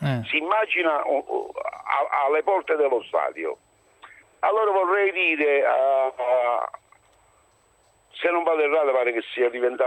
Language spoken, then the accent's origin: Italian; Naples, Campania, Italy; Io da napoletano mi sento offeso veramente